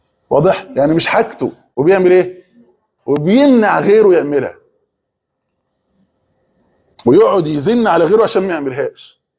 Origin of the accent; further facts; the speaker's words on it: Egypt; اللي هو زي احنا عندنا في مصر بنسمي المواعين